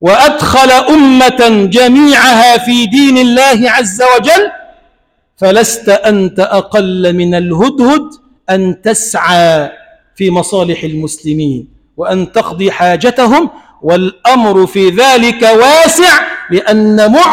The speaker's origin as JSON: {"language": "Arabic", "country": "Egypt", "said": "اللهم اجعل بلدنا مصر بلدا آمنا مطمئنا سخاء رخاء"}